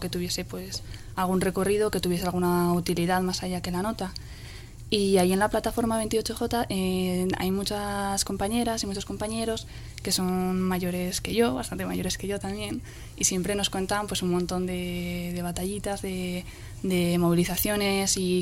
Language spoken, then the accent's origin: Spanish; Pamplona, Navarre, Spain; Yo soy de Iruña y en Iruña participo en la plataforma 28J